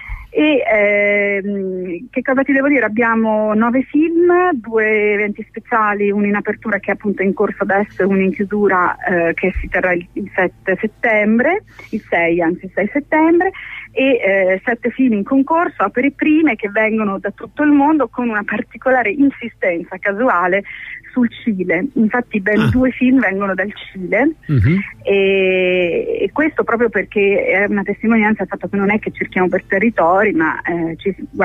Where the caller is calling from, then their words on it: Venice, Veneto, Italy; Ci sono da Venezia